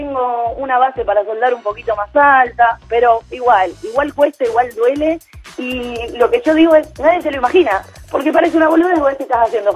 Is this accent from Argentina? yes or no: yes; Necochea, Buenos Aires Province, Argentina; soy de Necochea.